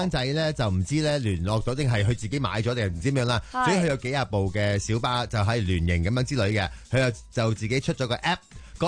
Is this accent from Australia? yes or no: no; China; 始终我哋都系中国人啦，礼义之邦。